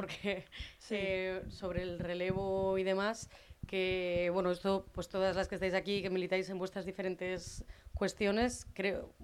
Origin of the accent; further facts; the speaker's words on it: Cantabria, Spain; la gente de mi, no voy a decir de mi pueblo, sino de la gente que yo conozco de Cantabria, de mi edad y tal